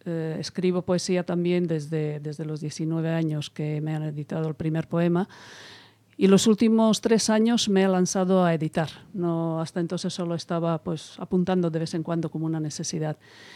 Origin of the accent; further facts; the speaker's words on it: Serbia; Spanish is a second language; yo pues vengo del mundo eslavo. Vengo de Serbia y traigo conmigo pues algo diferente de la cultura también.